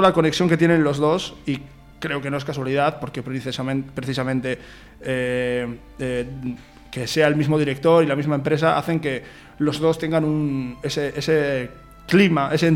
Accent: Bilbao, Basque Country, Spain; es verdad que somos de Bilbao y eso es una razón muy importante.

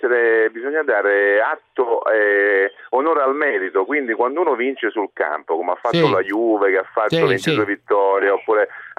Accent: Naples, Campania, Italy; Io da napoletano a Napoli non vado mai con l'orologio, ho paura di tornare senza la macchina.

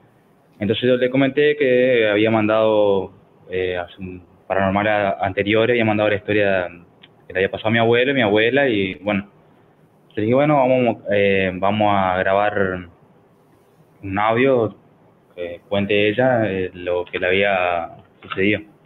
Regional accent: Malabrigo, Santa Fe, Argentina; nosotros somos de Malabrigo, del norte de la provincia de Santa Fe

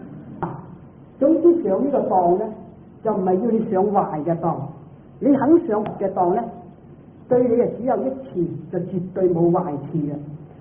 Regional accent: Guangdong, China; 唔係好似我哋廣東人講咧，講大話咧叫做

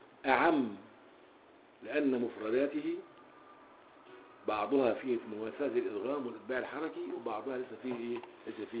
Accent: Egypt; من اللغويين السابقين في العصر الحديث عندنا في مصر

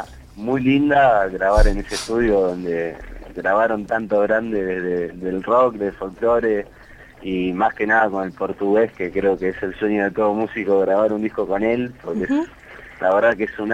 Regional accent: Buenos Aires, Argentina; De donde somos la mayoría, somos de ahí, de Almagro

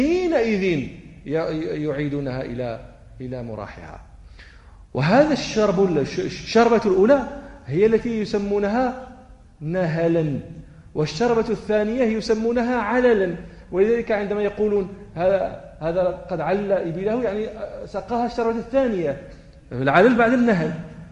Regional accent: Morocco; إحنا الإبل في المغرب، عندنا في الجنوب المغربي

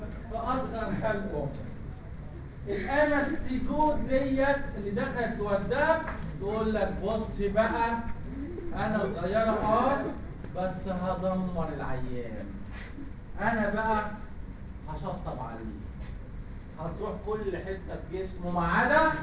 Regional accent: Egypt; سمينا الليشمانيا عندنا في مصر الليشمانيا إنفانتم إنفانت

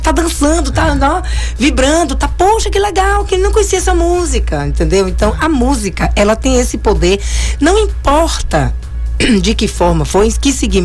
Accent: Bahia, Brazil; tive um pouquinho porque sou baiana

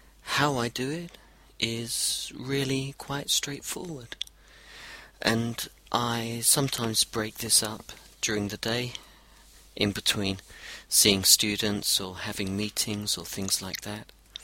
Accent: London, United Kingdom; also born or lived in Brazil / Europe / Australia; now in New Zealand; I'm from London, and I lived in Brazil and in Europe and in Australia and now in New Zealand.

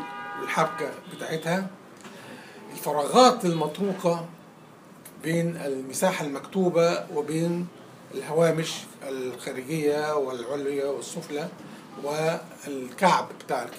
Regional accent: Egypt; عندنا في مصر

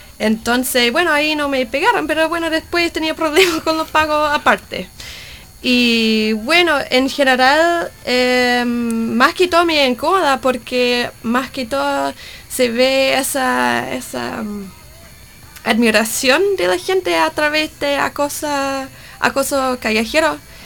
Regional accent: United States; Spanish is a second language; siendo gringa, la gente ya viene racista. Tengo mucho privilegio acá.

